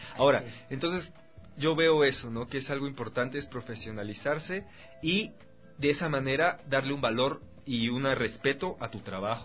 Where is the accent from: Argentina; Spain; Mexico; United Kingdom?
Mexico; moved away as an adult; now in Ecuador; no conozco mucho la historia del teatro ecuatoriano porque yo soy mexicano, pero yo he vivido aquí ya.